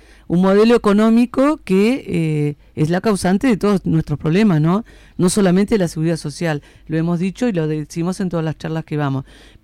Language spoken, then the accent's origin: Spanish; Uruguay; acá, como uruguayos, tenemos que cuestionar el modelo económico